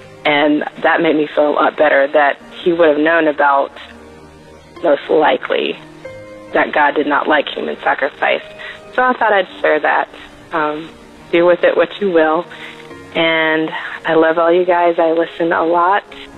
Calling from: Georgia, United States; I am from Georgia.

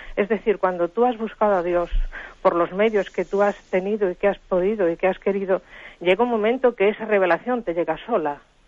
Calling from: Madrid, Community of Madrid, Spain; de Madrid.

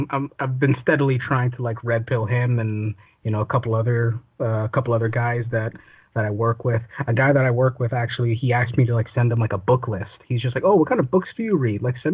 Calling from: Toronto, Ontario, Canada; Well, this was in Canada. I'm calling from Toronto.

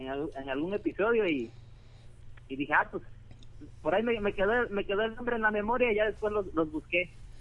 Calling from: Coatzacoalcos, Veracruz, Mexico; De Coatzacoalcos, Veracruz.

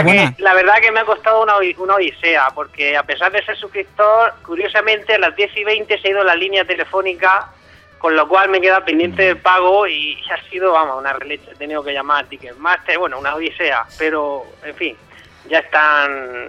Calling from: Murcia, Region of Murcia, Spain; de Murcia, que os he llamado alguna vez.

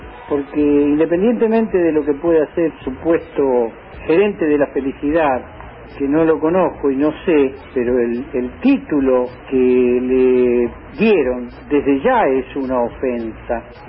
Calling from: Buenos Aires, Argentina; de Parque Chacabuco.

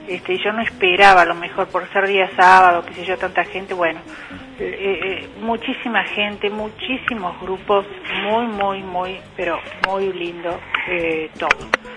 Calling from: Córdoba, Argentina; Bueno, yo soy de Córdoba, Córdoba capital

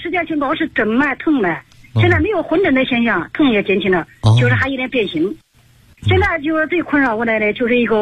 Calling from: Hefei, Anhui, China; 我来自安徽合肥

